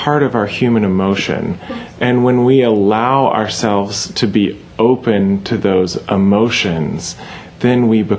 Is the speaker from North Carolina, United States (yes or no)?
yes; Charlotte, North Carolina, United States; which is in Charlotte, my hometown